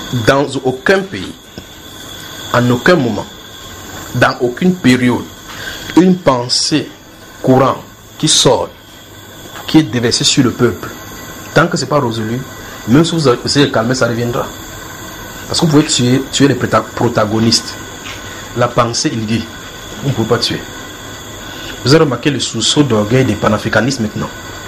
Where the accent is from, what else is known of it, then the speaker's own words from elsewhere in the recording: Cameroon; Si tu es Camerounais, je suis Camerounais.